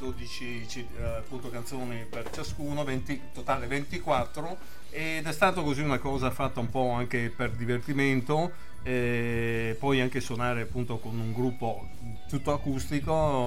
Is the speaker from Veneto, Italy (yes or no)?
yes; Venice, Veneto, Italy; che essendo anche veneziani